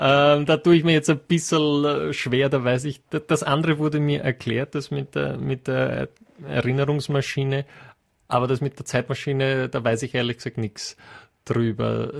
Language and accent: German; United Kingdom; German is a second language; Das sind natürlich schon sprachliche Feinheiten, die ich als Brite, wo ich zweimal drüber nachdenken muss, Radetzky.